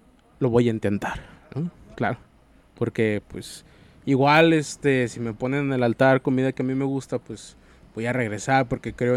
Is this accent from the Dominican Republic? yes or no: no; Mexico; Pues soy mexicano y a los mexicanos...